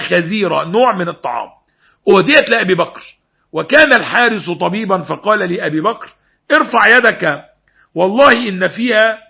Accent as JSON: {"language": "Arabic", "country": "Egypt", "said": "الدين ما فيهوش فيه خيار وفقوس زي ما بقول عندنا في مصر"}